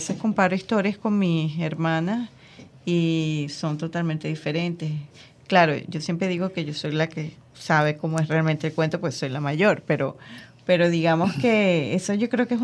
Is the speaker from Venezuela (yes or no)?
yes; Venezuela; yo soy venezolana, yo no tengo que hablar, no sé qué, en ruso y tal.